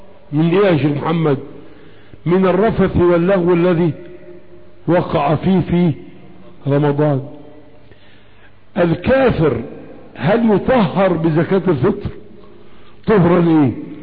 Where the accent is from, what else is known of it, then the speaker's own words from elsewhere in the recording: Egypt; انما عندنا في مصر مكنة شغالة